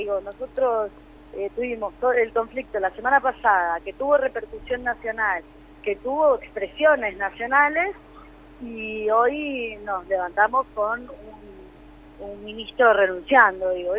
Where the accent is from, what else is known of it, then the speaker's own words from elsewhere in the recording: Buenos Aires, Argentina; Nosotros somos de Buenos Aires.